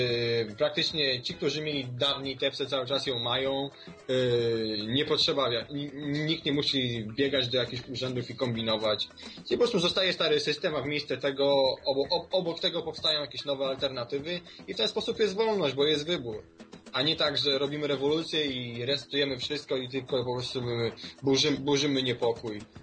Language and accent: Polish; Skierniewice, Łódź Voivodeship, Poland; powiedzmy, ja jestem ze Skierniewic, nie?